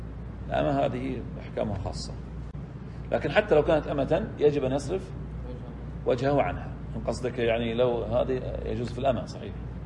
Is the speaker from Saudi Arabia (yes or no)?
yes; Saudi Arabia; وأما في عندنا في السعودية طبعا، وأما برا السعودية